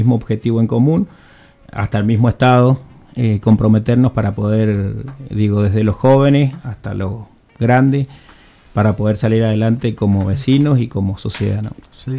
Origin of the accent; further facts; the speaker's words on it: Guaymallén, Mendoza, Argentina; sí, somos todos de Guaymallén, vecinos